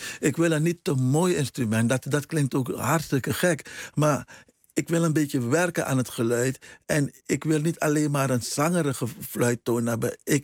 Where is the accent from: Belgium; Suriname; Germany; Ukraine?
Suriname; Paramaribo; Maar in mijn jeugd in Paramaribo, dat was één gezellige boel.